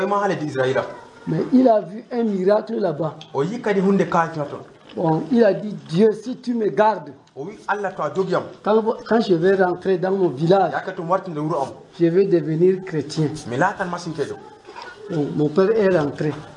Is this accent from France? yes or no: no; Chad; now in Cameroon; Bon, je suis d'origine du Tchad.